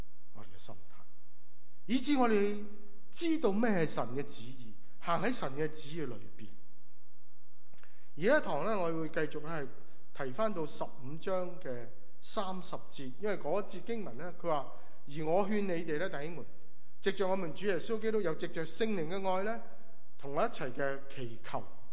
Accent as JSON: {"language": "Cantonese", "country": "China", "said": "嗱，我哋中国人有个错误嘅观念，以为我做咗一啲嘅事咧，神咧就会讨神喜悦啦。"}